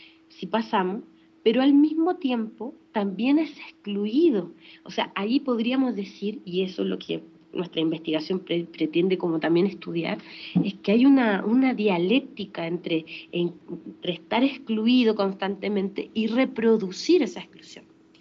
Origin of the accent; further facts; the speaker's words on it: Chile; bueno, yo soy chilena y eso es muy importante contextualizarlo